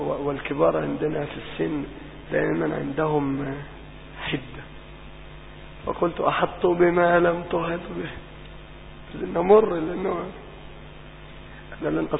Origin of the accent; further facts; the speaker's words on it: Monufia Governorate, Egypt; أنا في مصر لم أخرج منها، أنا إن خرجت من المنوفية